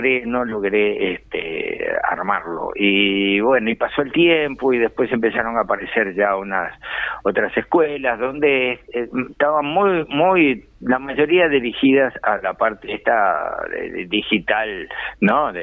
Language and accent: Spanish; Uruguay; Como uruguayos, tanto en, yo qué sé, pintura, cultura o animación